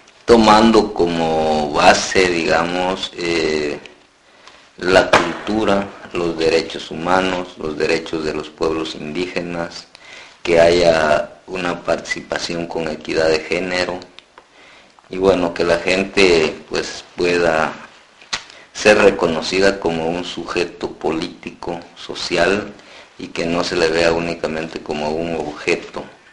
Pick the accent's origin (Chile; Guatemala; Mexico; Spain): Guatemala; San Antonio Huista, Huehuetenango; soy guatemalteco, originario de un municipio que se ubica en el departamento de Huehuetenango, que se llama San Antonio Huista. Vivimos muy cerca de la frontera con Chiapas.